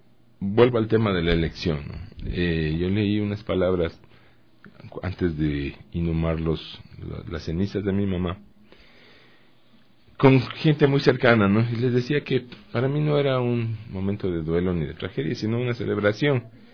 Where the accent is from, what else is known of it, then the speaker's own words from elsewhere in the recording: Guatemala; yo viví 10 años, toda mi infancia en Guatemala, de donde era mi papá.